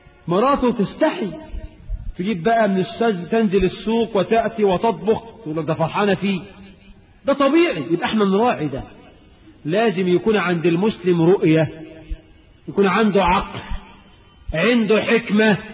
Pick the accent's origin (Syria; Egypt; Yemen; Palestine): Egypt; وإحنا عندنا في مصر إلى وقت قريب